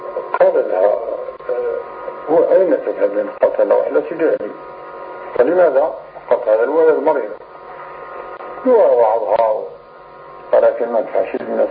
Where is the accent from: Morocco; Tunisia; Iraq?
Morocco; وكانت عندنا في المغرب عادة قبيحة جدا